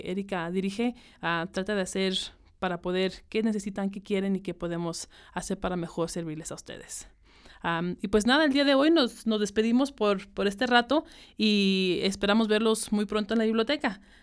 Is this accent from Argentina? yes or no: no; Zacatecas, Mexico; moved away; inmigrante, mexicana, zacatecana, yo les puedo decir